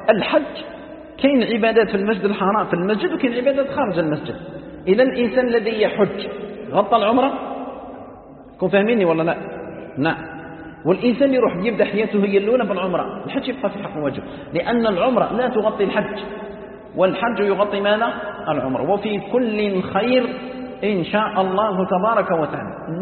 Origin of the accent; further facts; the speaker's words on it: Algeria; هو يسكن في مكه وانا نسكن في الجزائر